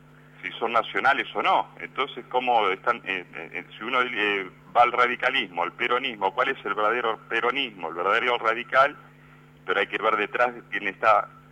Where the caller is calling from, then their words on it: Monte Grande, Buenos Aires Province, Argentina; Soy de Monte Grande.